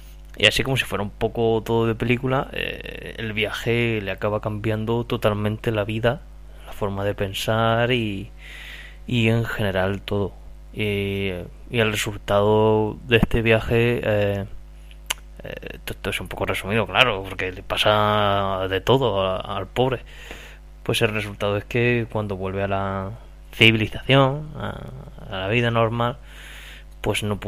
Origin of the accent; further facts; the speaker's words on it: Region of Murcia, Spain; el murciano de Dos Frikis y un Murciano.